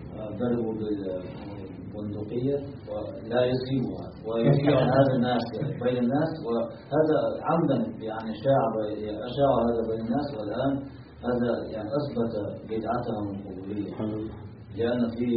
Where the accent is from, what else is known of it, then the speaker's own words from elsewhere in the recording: Russia; Arabic is a second language; مثل ما يفعلون في الصين كان عندنا في روسيا